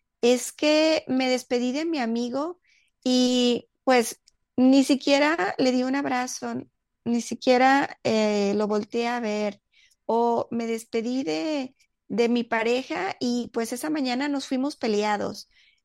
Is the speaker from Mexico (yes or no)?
yes; Mexico; en México, que es el país donde yo vivo y de donde soy.